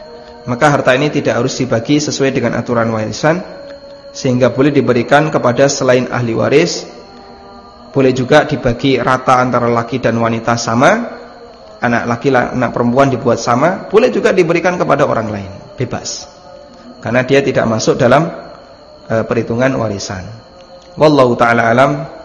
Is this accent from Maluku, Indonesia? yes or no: no; Lamongan, East Java, Indonesia; Saya tidak menjumpainya di daerah Lamongan, ya, tempat asal saya. Makanya di sana ketika takziah itu tidak disediakan kotak infak atau kotak amplop. Tidak seperti di sini, kalau di sini kan disediakan kotak seperti itu.